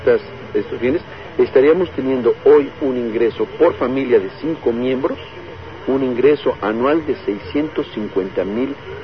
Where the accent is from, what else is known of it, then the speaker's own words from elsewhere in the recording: Mexico; perdimos como mexicanos la tercera parte de nuestra generación de riqueza.